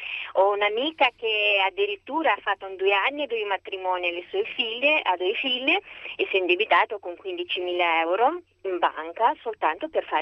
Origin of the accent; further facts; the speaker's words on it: Moldova; Italian is a second language; now in Italy; io non sono italiana, vengo dalla Moldavia.